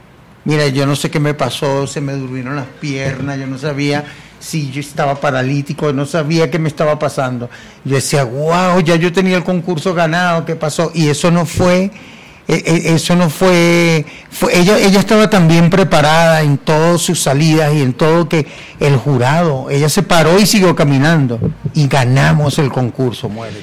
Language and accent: Spanish; Venezuela; yo amo a mi país y amo a mi gente, amo a mi pueblo, pero no soporto que el pueblo esté pasando por esto, y por eso no quiero estar ahí. Bueno, y gracias a Dios, yo cuando ganó ese señor, yo no viví en Venezuela